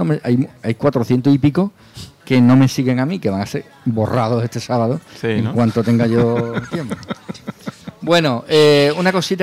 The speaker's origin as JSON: {"language": "Spanish", "country": "Spain", "said": "como buen español"}